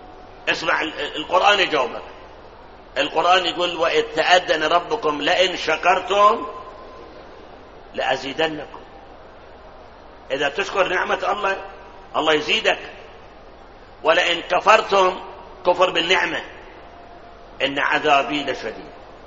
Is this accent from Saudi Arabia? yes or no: no; Karbala, Karbala Governorate, Iraq; طبعا بلادنا كربلاء ثلج ما عندنا